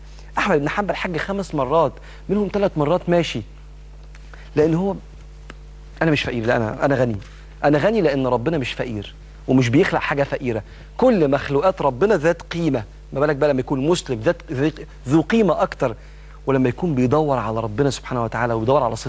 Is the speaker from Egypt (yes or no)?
yes; Egypt; وده منتشر جدا عندنا في مصر وفي كثير من الدول العربيه